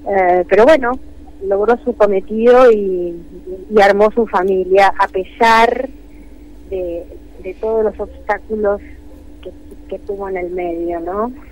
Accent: Mar del Plata, Buenos Aires Province, Argentina; now in Buenos Aires, Argentina; Estoy en Buenos Aires. Estoy ansiosa por viajar a Mar del Plata, mi ciudad natal.

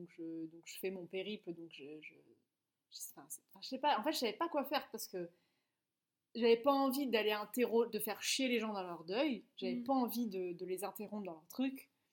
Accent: France; ah non mais moi je suis française.

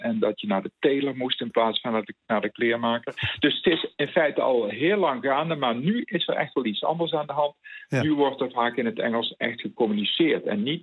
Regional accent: North Brabant, Netherlands; accent: Southeast Brabantian dialect; first language Southeast Brabantian dialect; Dutch is a second language; Nederlands is niet mijn moedertaal. Ik ben zelf een dialectspreker, dus het Zuidoost-Brabantse dialect is mijn moedertaal.

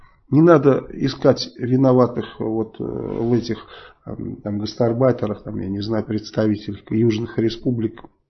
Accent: Saratov, Saratov Oblast, Russia; а я из Саратова.

